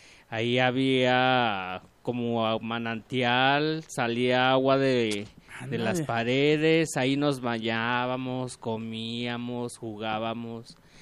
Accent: Guadalajara, Jalisco, Mexico; Yo soy originario de aquí, de Guadalajara.

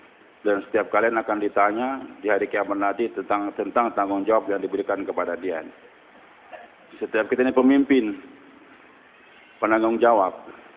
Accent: Banjarmasin, South Kalimantan, Indonesia; born there; Saya ini lahir di Banjarmasin.

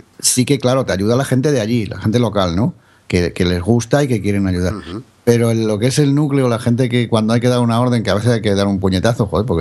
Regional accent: Galicia, Spain; el 14 las vamos a hacer en Galicia. Que me tocará a mí mucho encargarme como gallego

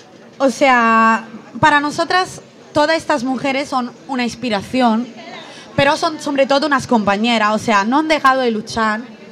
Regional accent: Italy; yo soy italiana

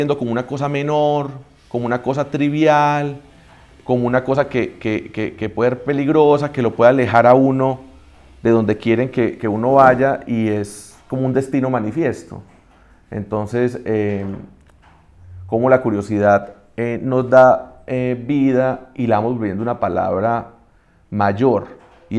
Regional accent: Antioquia, Colombia; nosotros cinco somos antioqueños, ¿cierto o no?

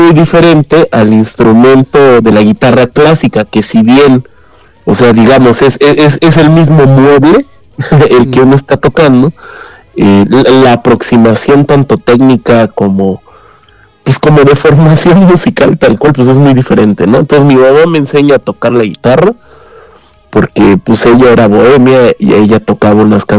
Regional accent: Puebla, Mexico; now in Mexico City, Mexico; porque yo soy de Puebla, ya después me mudé a la Ciudad de México

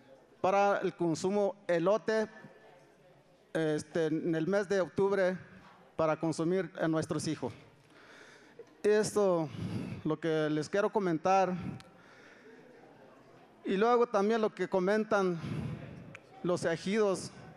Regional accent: Santa Catarina, Jalisco, Mexico; Yo vengo de Santa Catarina como presidente de Cultura.

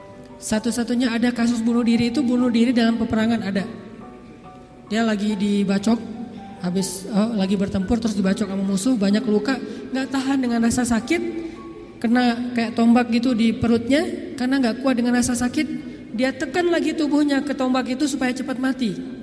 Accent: Aceh, Indonesia; saya nih orang Aceh. Ketika saya berada di Sunda, di mana bumi dipijak, di situ langit dijunjung.

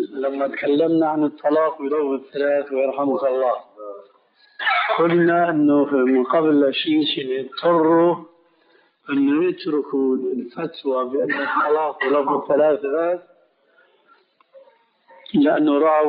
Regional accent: Damascus, Damascus Governorate, Syria; أنا أعرف بعض القضاة في المحاكم الشرعية عندنا في دمشق

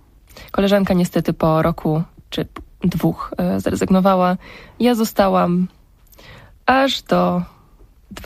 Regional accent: Kępie Zaleszańskie, Subcarpathian Voivodeship, Poland; also born or lived in Wałbrzych; Jestem dziewczyną z Wałbrzycha, ale wychowałam się na Podkarpaciu, w małej miejscowości o nazwie Kępie Zaleszańskie. Do szkoły chodziłam w Zaleszanach

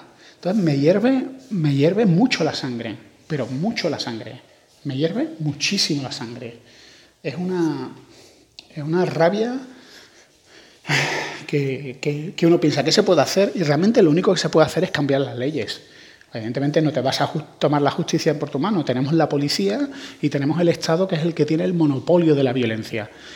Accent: Andalusia, Spain; Es que yo, como soy andaluz, vivo en un mundo, en una sociedad donde los rateros abundaban.

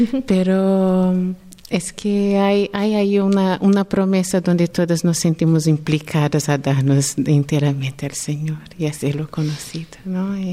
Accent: Brazil; Spanish is a second language; now in Spain; Yo soy brasileña.

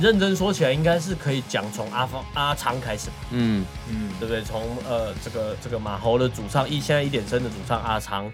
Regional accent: Taipei, Taiwan; 也不是说因为我们是台北人，然后我们是台北团，然后我们就在台北生活

